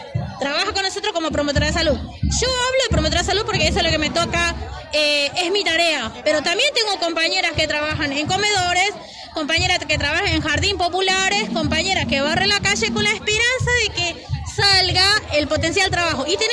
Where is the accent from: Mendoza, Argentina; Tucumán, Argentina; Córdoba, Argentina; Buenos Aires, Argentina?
Buenos Aires, Argentina; Yo soy de la Villa 2124